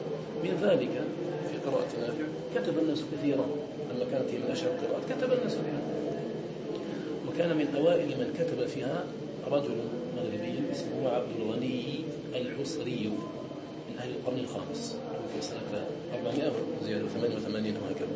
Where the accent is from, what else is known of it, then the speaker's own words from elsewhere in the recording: Algeria; كان الناس عندنا في الجزائر